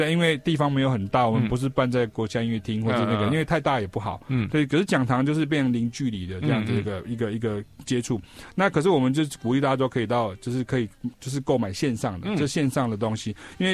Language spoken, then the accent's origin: Chinese; Chiayi, Chiayi County, Taiwan; 我本身也是一个南部上来的小孩，我是嘉义的，我嘎你郎这样